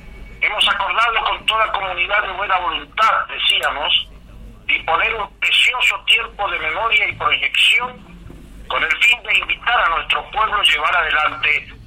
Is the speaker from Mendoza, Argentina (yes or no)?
yes; Mendoza, Argentina; Mendoza, la de los Andes infinitos. Mi tierra, la de las dulces mendocinas.